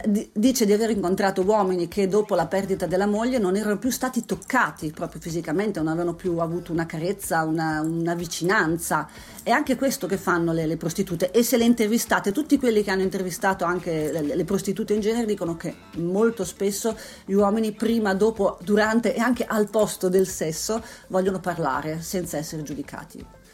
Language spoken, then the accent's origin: Italian; Pordenone, Friuli-Venezia Giulia, Italy; Fra l'altro io sono cresciuta a Pordenone